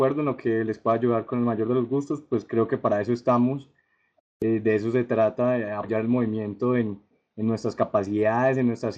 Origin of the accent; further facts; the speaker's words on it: Colombia; hay gente aquí en mi país y hay gente también en mi ciudad que piensa de una manera similar, estamos alineados, entonces es excelente. Entonces, de una manera muy humilde, lo que les pueda colaborar con todo de parte de Colombia y aparte aquí en Manizales